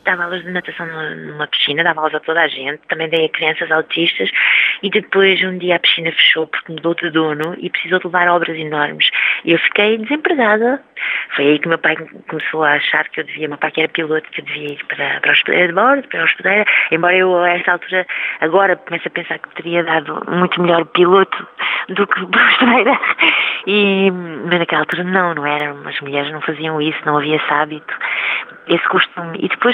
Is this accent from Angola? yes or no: no; Lisbon, Portugal; Apesar de eu não ter nascido lá, eu nasci em Portugal, sou portuga, mas alfacinho